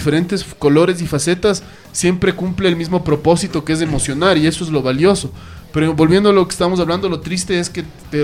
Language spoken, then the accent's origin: Spanish; Ecuador; Lo triste para mí como ciudadano ecuatoriano es que todo el abanico infinito que representa la música se reduzca